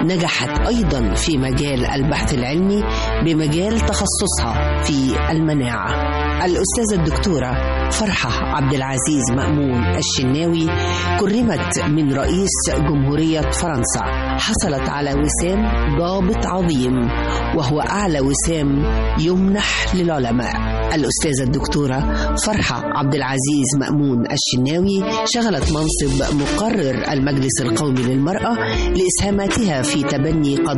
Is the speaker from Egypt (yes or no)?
yes; Egypt; أنا وبكل فخر مصرية. نعم أنا مصرية. نعم